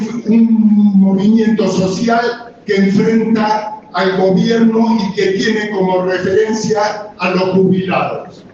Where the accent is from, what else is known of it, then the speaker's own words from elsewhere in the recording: La Plata, Buenos Aires Province, Argentina; yo soy de La Plata, digamos